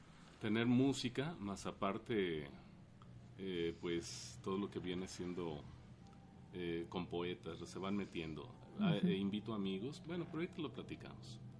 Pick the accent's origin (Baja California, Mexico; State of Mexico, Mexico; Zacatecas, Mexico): Baja California, Mexico; Tijuana; yo vengo de Tijuana, Baja California. Entonces en Tijuana yo empecé a oír todo esto porque en los 70s era el auge